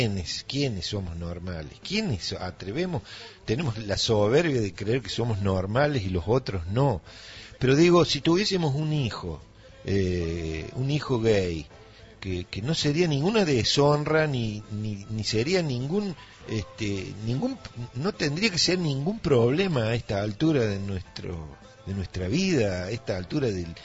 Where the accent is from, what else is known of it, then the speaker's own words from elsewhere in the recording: Villa Dolores, Córdoba, Argentina; en mi infancia, yo nací en Villa Dolores